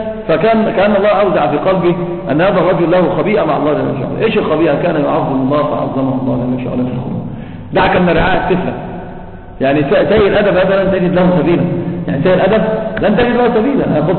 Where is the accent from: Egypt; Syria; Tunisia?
Egypt; احنا عندنا في مصر بيقولوا كلام كفر ما صحش انكار